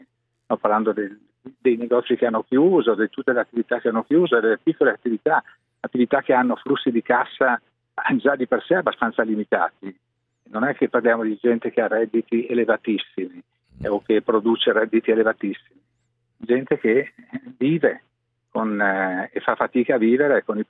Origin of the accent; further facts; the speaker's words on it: Venice, Veneto, Italy; Io sono veneziano, Venezia è una città che vive il turismo.